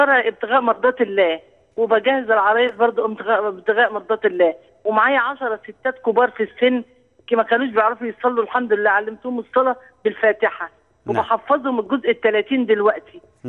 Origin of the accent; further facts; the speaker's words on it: Egypt; انا من مصر. انا عندي 60 سنة.